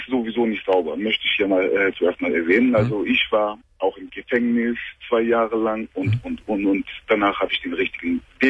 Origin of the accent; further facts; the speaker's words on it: Turkey; German is a second language; now in Germany; ich bin 39 Jahre alt. Mhm. Ursprünglich bin ich ein Türke, komme ich aus der Türkei.